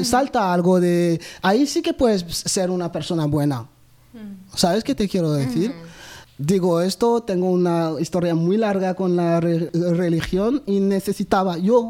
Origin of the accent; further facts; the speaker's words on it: Côte d’Ivoire; Y claro, ahí pues yo soy de Costa de Marfil, Burkina Faso es justo al lado.